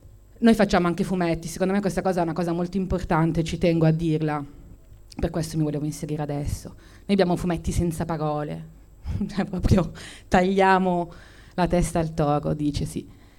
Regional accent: Turin, Piedmont, Italy; forse siamo un po' pancabestia in quanto torinesi.

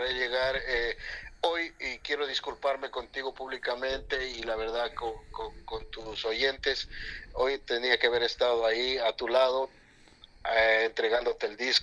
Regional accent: Catamayo, Loja, Ecuador; Esa es la bandera de mi cantón, de mi pueblo, donde yo vengo, que, ajá, es Catamayo

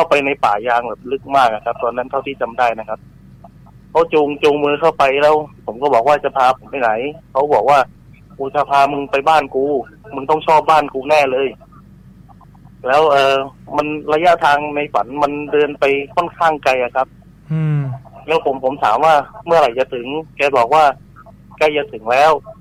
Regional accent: Southern Thailand, Thailand; ผมก็ต้องเท้าความก่อนนะครับว่าผมเป็นคนใต้ครับ

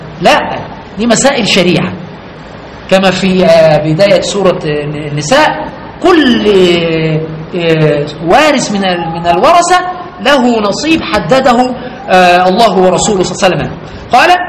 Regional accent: Egypt; عندنا في مصر

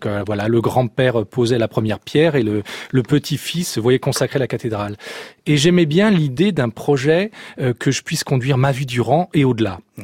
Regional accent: Lyon, Auvergne-Rhône-Alpes, France; Alors, je suis né à Lyon et j'ai grandi dans un milieu où la marche ou la randonnée faisait partie des passe-temps estivaux.

